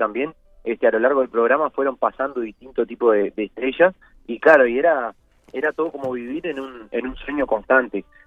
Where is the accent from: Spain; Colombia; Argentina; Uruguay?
Uruguay; No, que soy uruguayo no significa que yo sea un cavernícola.